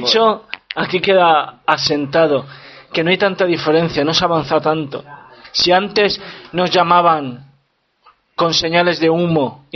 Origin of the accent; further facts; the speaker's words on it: Spain; now in Wrocław, Poland; pero yo les digo que soy español.